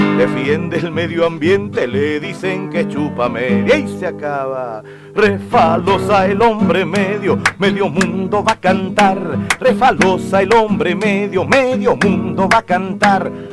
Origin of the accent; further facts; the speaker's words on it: Chile; son nuestra forma de respirar, como chilenos